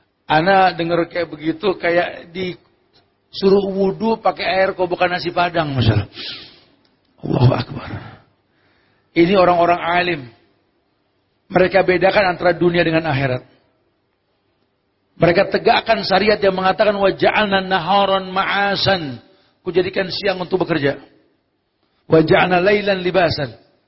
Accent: Bogor, West Java, Indonesia; kami orang Bogor sampai lupa cara minta dua hujan gitu. Tiap hari hujan di sana.

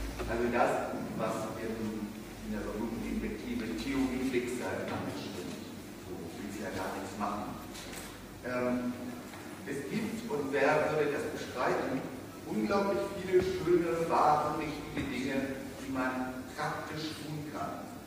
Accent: Hamburg, Germany; ich komme ja aus Hamburg und bin dort assoziiert in der Hamburger Studienbibliothek.

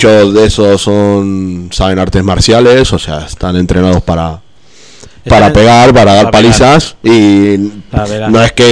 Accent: Argentina; Yo que soy de Argentina, pues te puedo...

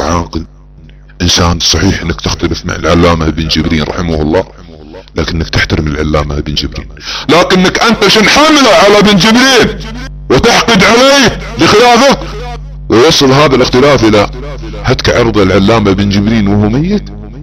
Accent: Saudi Arabia; بعض الدعاة عندنا في السعودية

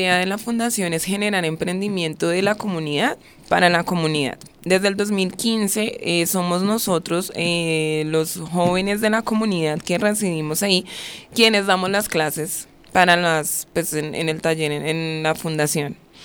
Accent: Colombia; todos somos chicos que vivimos y pues crecimos en Ciudadela Sucre

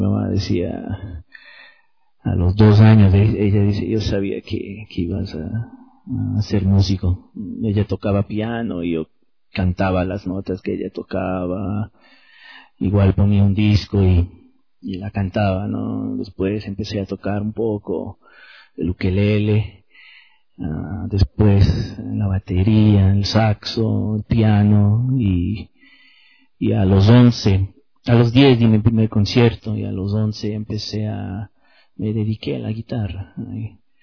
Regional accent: Windsor, Ontario, Canada; Me crié en Windsor, entonces frente a Detroit, entonces me crié tocando

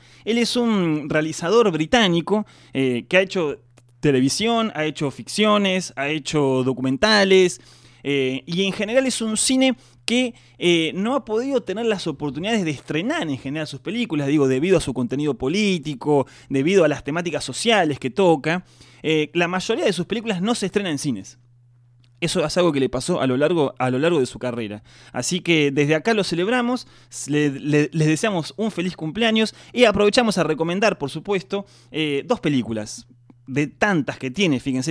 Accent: Argentina; a nosotros como argentinos nos toca mucho

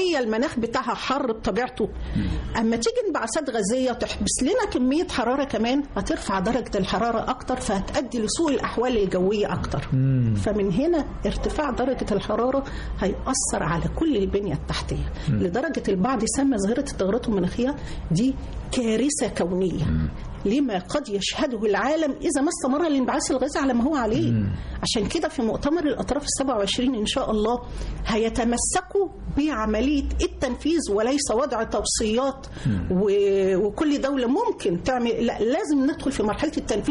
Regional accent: Egypt; عندنا في مصر الحمد لله رب العالمين عندنا مساحات كبيرة جدا

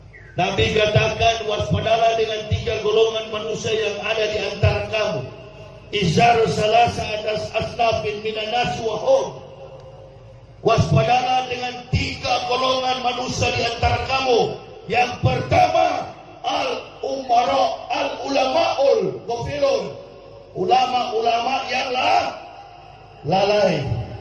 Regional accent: Sulawesi, Indonesia; Daerah Palu itu saya paling tahu karena saya orang Sulawesi.

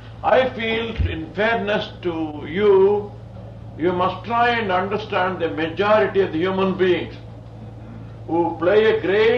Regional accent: India; So I have not come here from India to teach you something. I came from India to give you something.

